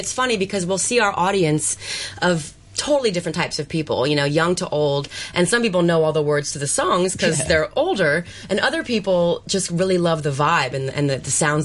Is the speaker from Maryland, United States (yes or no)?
no; Illinois, United States; Well, I'm originally from Illinois in the States, and my father was in big band AM side radio.